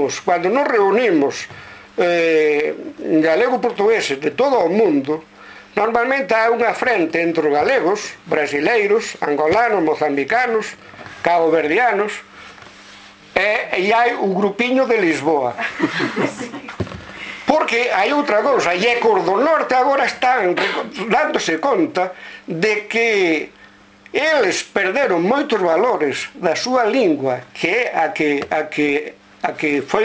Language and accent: Galician; Vila Seca, Galicia, Spain; a miña aldea é Vila Seca, que é unha aldea moi interesante.